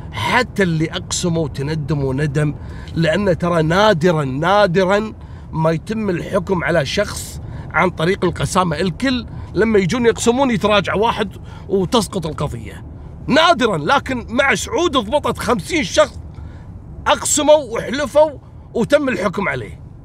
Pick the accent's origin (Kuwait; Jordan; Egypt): Kuwait; مثل البنت السورية عندنا في الكويت اللي اقتلت زوجها